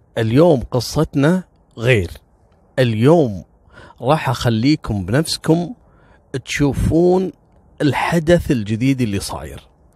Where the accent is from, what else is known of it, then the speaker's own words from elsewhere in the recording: Kuwait; المصيبة ان السالفة حصلت في أشهر المطاعم اللي موجودة عندنا في الكويت